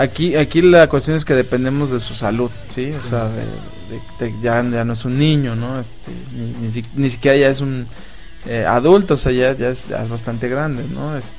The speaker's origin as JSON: {"language": "Spanish", "country": "Mexico", "said": "que sigan como somos los mexicanos"}